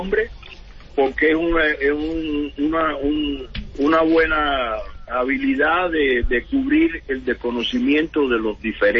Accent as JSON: {"language": "Spanish", "country": "Cuba", "moved": "as an adult", "said": "yo soy cubano, yo acabo de llegar de Cuba, toco música, yo tenía 41 años"}